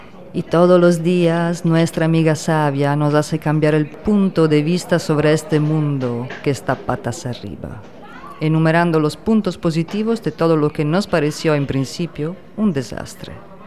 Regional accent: Italy; si supieran que también soy italiana, me quemarían en el fuego, porque quién sabe si transporto la nueva plaga además de mi pasaporte

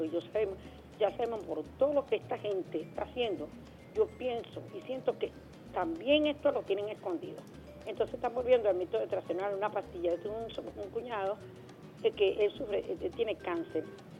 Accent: Venezuela; yo soy venezolana y me siento muy venezolana y quiero mucho mi país

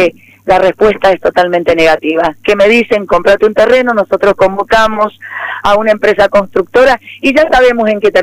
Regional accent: Argentina; somos ciudadanos argentinos, todos nativos

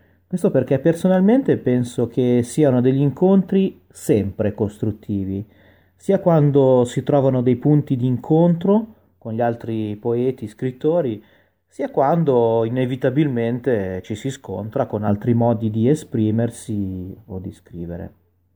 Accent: Milan, Lombardy, Italy; ho 33 anni e sono nato e cresciuto a Milano, dove vivo tuttora.

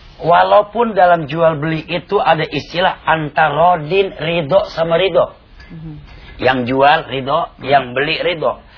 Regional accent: Bekasi, West Java, Indonesia; now in Tangerang, Indonesia; Dari Bekasi pindah ke Tangerang.

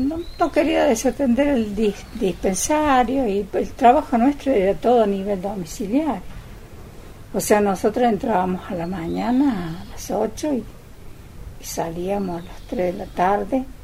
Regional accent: Mina Clavero, Córdoba, Argentina; born there; Yo nací en Mina Clavero. Después, cuando me casé, mi esposo había alquilado una casita en San Huberto, y ahí vivimos 10 años en esa casita.

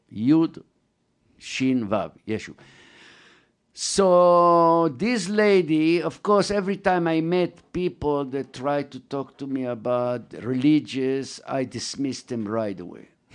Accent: Jerusalem, Jerusalem District, Israel; English is a second language; That we are from Jerusalem, my brother do tefillin.

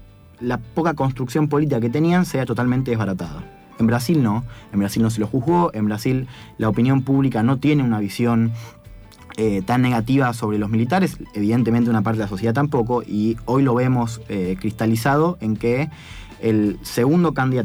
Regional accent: Argentina; Bueno, yo soy de centro-derecha, estoy alineado con... Soy argentina

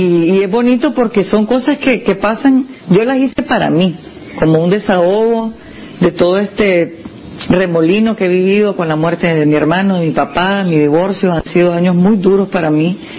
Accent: Nicaragua; born there; si nací en Nicaragua, es porque aquí necesitamos un cambio

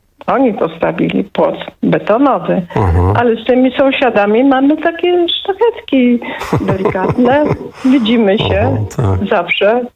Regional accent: Silesian Voivodeship, Poland; Tak mówię fajnie, bo jestem ze Śląska.

